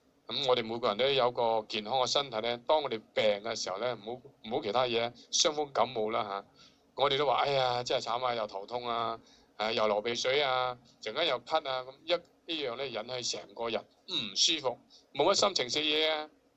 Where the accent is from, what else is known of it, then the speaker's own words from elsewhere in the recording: China; 我哋中國人特別醒嘅